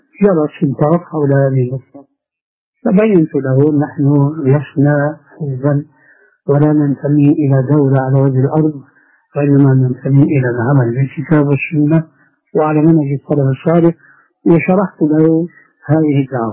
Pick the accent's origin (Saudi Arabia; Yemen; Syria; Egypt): Syria; أنا أذكر من تاريخ حياتي هناك في سوريا